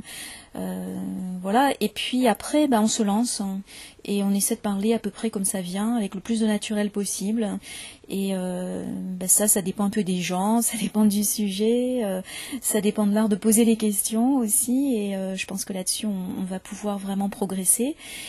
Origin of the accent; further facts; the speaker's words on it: Paris, Île-de-France, France; born there; accent: standard French; now in Marseille, France; Vous entendrez un accent plutôt comme le mien, parce que moi je suis née à Paris et je me suis installée à Marseille il y a une quinzaine d'années. Donc mon accent a un petit peu changé, mais globalement c'est quand même un accent très standard.